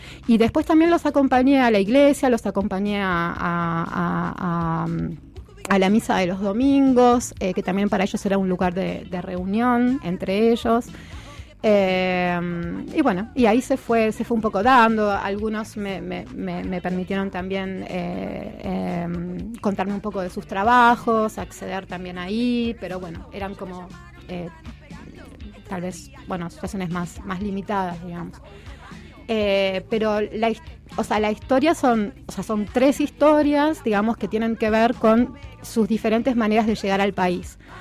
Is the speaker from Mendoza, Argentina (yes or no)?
no; Buenos Aires, Argentina; also born or lived in France; mis viejos son argentinos, o sea, vivieron 14 años en Francia. Bueno, después cuando volví cuando tenía 6 años a Buenos Aires, viví casi toda mi vida en Buenos Aires. Ahora hace casi 10 años que ya vivo acá